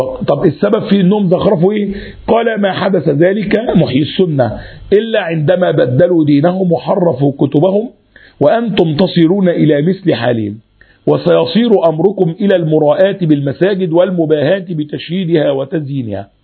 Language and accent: Arabic; Egypt; حتى لما تيجي الكلام ده موجود عندنا في مصر عن كثير من البلدان الأخرى